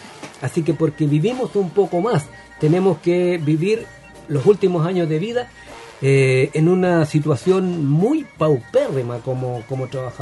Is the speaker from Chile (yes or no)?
yes; Chile; como chilenos estamos viviendo más